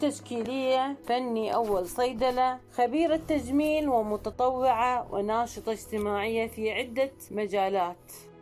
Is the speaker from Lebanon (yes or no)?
no; Kuwait; سافرت للعلاج خارج الدولة، أنا من الكويت.